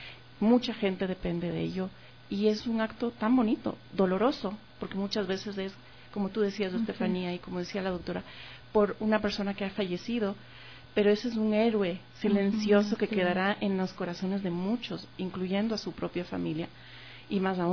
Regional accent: Ecuador; nosotros como ciudadanos ecuatorianos intrínsecamente nacemos, somos ciudadanos, nos hacemos ciudadanos

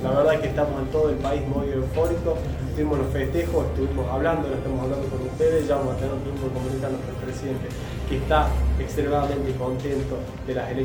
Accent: La Rioja, Argentina; somos unas máquinas laburantes, seguimos firmes porque creemos y estamos convencidos que vivimos como riojanos que viven mejor.

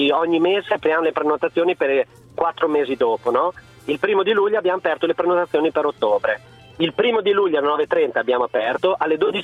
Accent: Emilia-Romagna, Italy; io sono un emiliano, si utilizza tutto del maiale

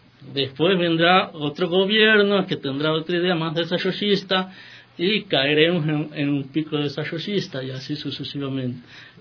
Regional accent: Argentina; Por ejemplo, en mi país, en Argentina, en la década de los 90, era un gobierno muy liberal

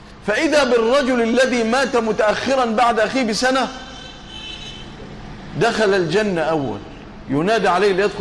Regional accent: Egypt; اللهم اجعل بلادنا مصر أمنا أمانا رخاء سخاء إلى يوم الدين

